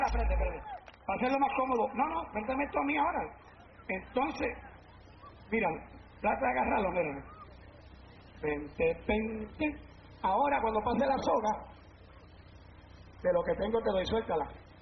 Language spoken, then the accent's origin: Spanish; Puerto Rico; yo soy puertorriqueño, el español de los puertorriqueños no sirve. Es el español más malo que se habla en el mundo.